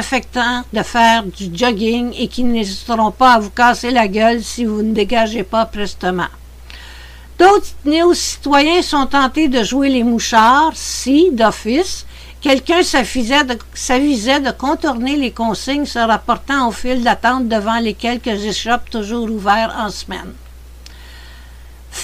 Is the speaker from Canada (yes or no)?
yes; Quebec, Canada; Chez nous, au Québec